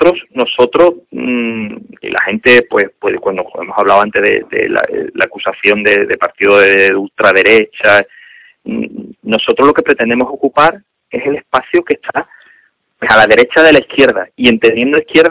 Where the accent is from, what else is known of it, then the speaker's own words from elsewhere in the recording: Cádiz, Andalusia, Spain; aquí en Cádiz, yo digo, si el 40% está parado. Que voy a mantener al que mantiene parado el 40% de mi tierra.